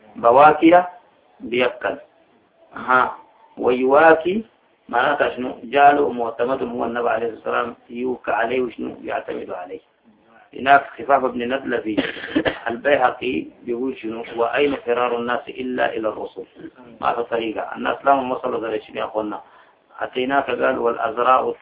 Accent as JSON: {"language": "Arabic", "country": "Sudan", "said": "حسن عندنا في السودان ما عندنا ربيع"}